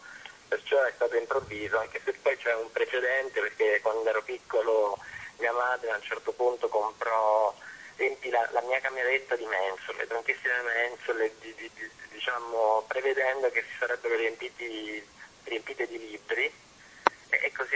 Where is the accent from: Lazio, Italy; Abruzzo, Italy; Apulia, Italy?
Abruzzo, Italy; nella chiesa di San Cipriano, della chiesa di Colonnello, il mio paesino in Abruzzo